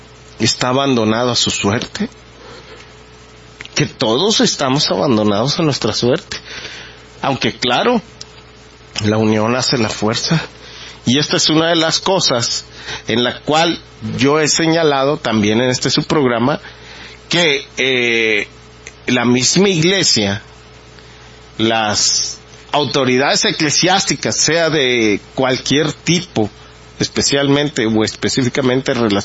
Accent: Mexico; ¿qué vamos a hacer nosotros como mexicanos si dejamos perder este país?

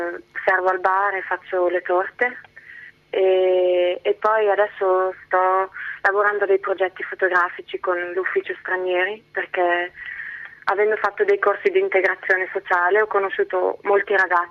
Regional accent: Switzerland; also born or lived in Genoa; now in Antwerp, Belgium; Io sono svizzera

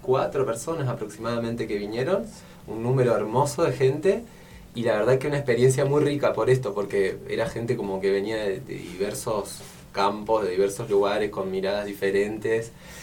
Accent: Córdoba, Argentina; que yo, por ejemplo, que vengo de Córdoba hace muy poco

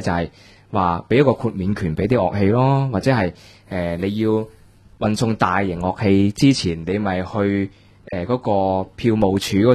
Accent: Hong Kong; 但系我哋香港人认为或者系普遍嘅市民认为

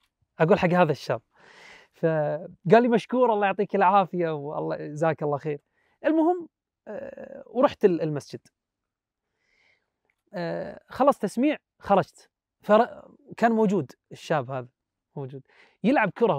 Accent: Kuwait; يعني منطقه عندنا بالكويت.

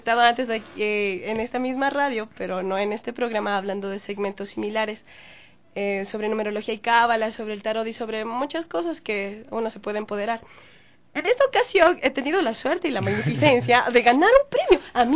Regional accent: Ecuador; todos nosotros como pueblo ecuatoriano

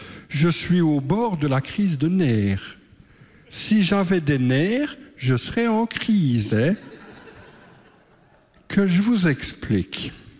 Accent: Liège, Wallonia, Belgium; Maintenant, je sais pourquoi je suis de Liège.

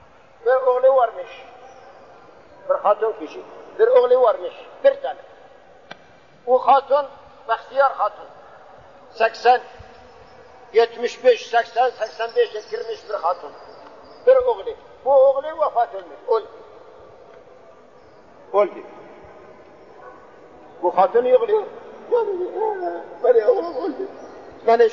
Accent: Bukhara, Bukhara Region, Uzbekistan; Bahavaddin Nakşibendi memleketi benim memleketim, Bukhara'da, Türkistan Garbi'yim, Bukhara'da

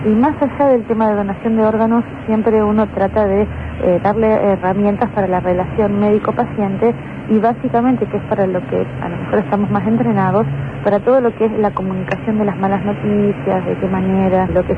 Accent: Argentina; El problema es que como argentinos en este contexto social estamos perdiendo la credibilidad

